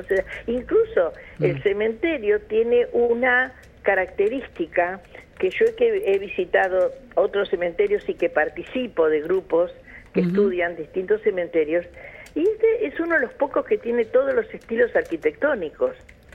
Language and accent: Spanish; Uruguay; now in La Plata, Argentina; que yo no soy argentina, yo soy uruguaya.